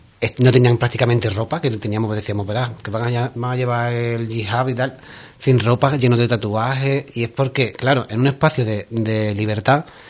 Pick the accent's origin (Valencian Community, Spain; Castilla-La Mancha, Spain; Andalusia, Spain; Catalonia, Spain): Andalusia, Spain; Ubrique; Porque mi pueblo.